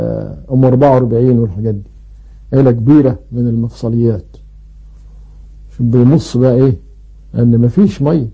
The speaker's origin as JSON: {"language": "Arabic", "country": "Egypt", "said": "ومن العيلة دي برضو طائر ابو اردان عندنا في مصر"}